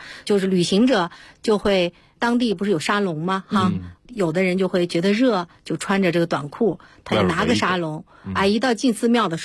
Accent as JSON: {"language": "Chinese", "country": "China", "said": "是啊，我们到那儿以后感觉到很自豪嘛，因为我们中国人"}